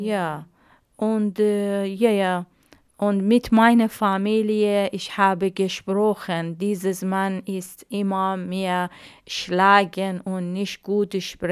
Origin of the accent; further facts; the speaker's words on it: Iran; German is a second language; Leider in Iran viele Leute, viele Familien mit Frauen nicht gut sprechen, weil viele Frauen in meinem Heimatland keine Heirat, ja.